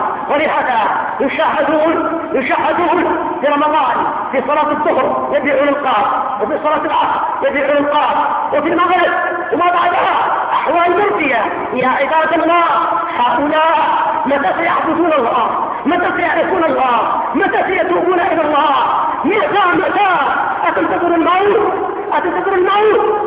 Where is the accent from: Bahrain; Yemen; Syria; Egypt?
Yemen; بالنسبة عندنا في اليمن القاف ضيع المسلمين